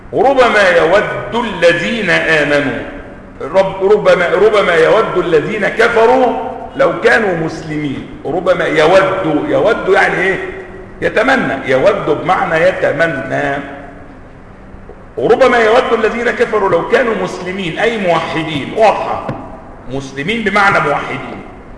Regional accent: Egypt; accent: Egyptian; الماء الآسن اللي هو بنقول عليه بلهجتنا المصرية ماء ايه؟ معطن.

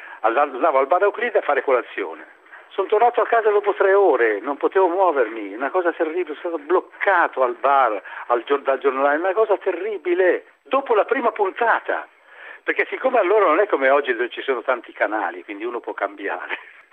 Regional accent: Lecco, Lombardy, Italy; Io sono di Lecco, sono lecchese.

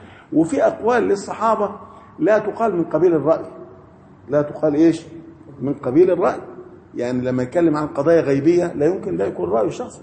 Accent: Faiyum, Faiyum Governorate, Egypt; عندنا في الفيوم

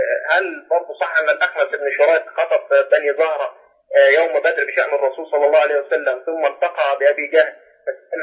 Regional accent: Egypt; أنا شخص مصري

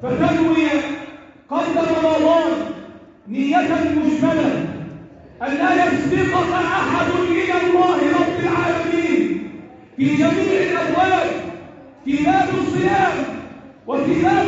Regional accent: Egypt; اللهم احفظ بلدنا مصر وسائر بلاد

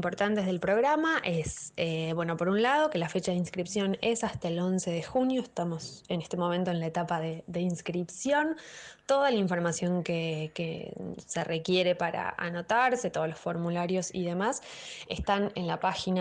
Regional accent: Bariloche, Río Negro, Argentina; moved away as an adult; now in Buenos Aires, Argentina; estoy formada casi que íntegramente en la escuela pública. Soy de Bariloche, allí fui a un jardín público, después a la escuela pública, a un secundario público de gestión privada, y después tuve la oportunidad de venir a Buenos Aires a estudiar en la universidad

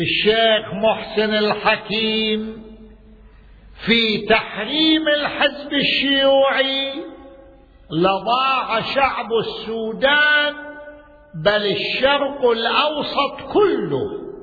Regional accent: Najaf, Najaf Governorate, Iraq; عرفني أنا من العراق من النجف الأشرف

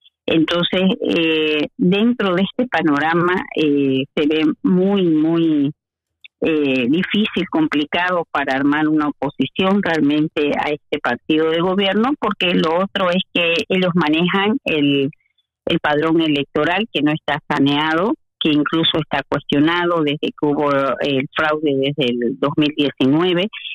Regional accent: Santa Cruz, Bolivia; en Bolivia no se ha podido hablar, por lo menos de la región de donde yo vengo, que es de Santa Cruz

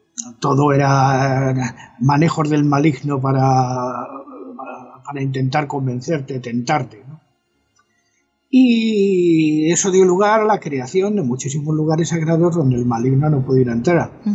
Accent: El Escorial, Community of Madrid, Spain; el monasterio del Escorial, que como tú sabes, es mi pueblo.

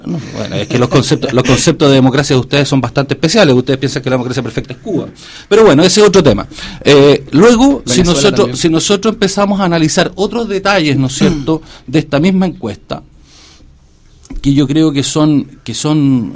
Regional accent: Chile; Nosotros hoy como chilenos creemos en la oportunidad de las personas.

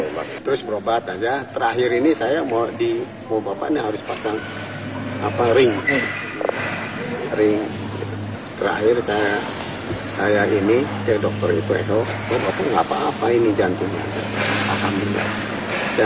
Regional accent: Jakarta, Indonesia; Ya. Saya orang Betawi atau Jakarta.

